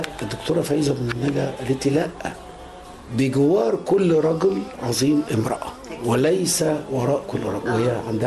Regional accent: Egypt; أغنى واحد وفخور جدا إن أنا أكون مصري وسط هذا الجمهور العظيم

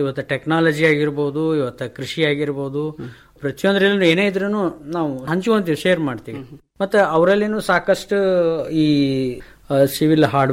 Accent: Vijayapura, Karnataka, India; also born or lived in Bengaluru; ನಂತರ ದಿನಗಳಲ್ಲಿ ನಾವು ಬೆಂಗಳೂರಿಗೆ ಶಿಫ್ಟ್ ಆಗಿ ಅಲ್ಲಿ ವರ್ಕ್ ಮಾಡಿ ಆಮೇಲೆ ಹೊಳ್ಳಿ ಮರುಳಿ ಗೂಡಿಗೆ ತಂದಂಗೆ ಬಿಜಾಪುರಕ್ಕೆ ಬಂದೇವಿ.

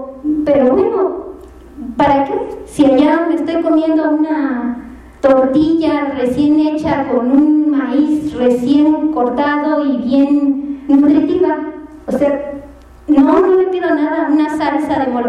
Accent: Mexico; que no lo podamos parar como mexicanos

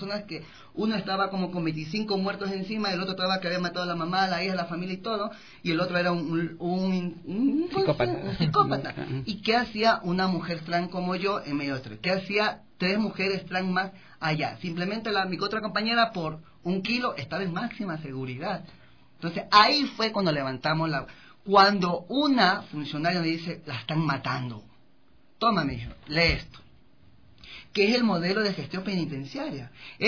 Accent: Guayaquil, Guayas, Ecuador; porque yo soy de Guayaquil.

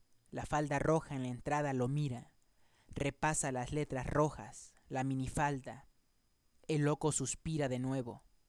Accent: Acapulco, Guerrero, Mexico; now in Mexico City, Mexico; Y yo que vengo del calorcito de Acapulco, pues tengo que abrigarme bien porque este frío está un poco congelante

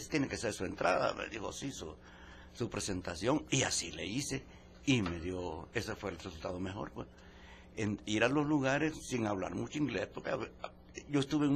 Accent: El Salvador; Me decían, vea, ¿de dónde eres? El Salvador, le decía.

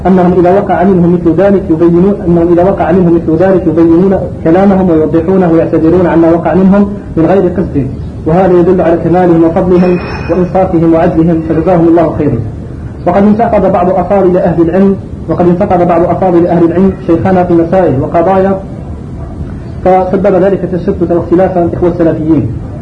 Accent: Algeria; خاصة بعد توالي الفتن على بلادنا الجزائر

